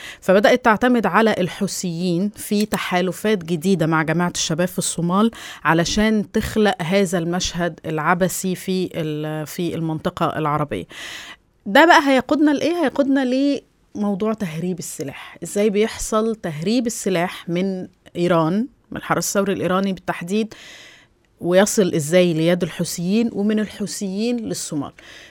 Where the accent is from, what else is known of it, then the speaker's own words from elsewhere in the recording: Egypt; عندنا في مصر بيقولك ايه مثل كده شعبي بنقوله